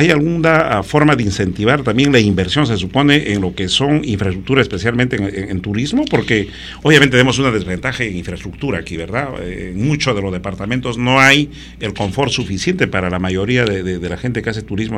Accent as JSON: {"language": "Spanish", "region": "Huancavelica", "country": "Peru", "said": "Huancavelica, Puria, por si acaso es mi tierra, Huancavelica, que siempre añoran muchos paisanos míos"}